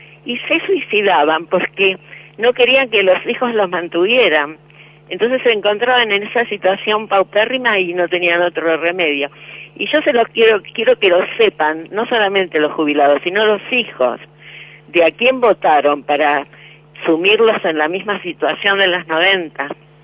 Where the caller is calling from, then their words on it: Caseros, Buenos Aires Province, Argentina; Yo en los 90 estudiaba en el centro, vivo en Caseros, tomo el ferrocarril San Martín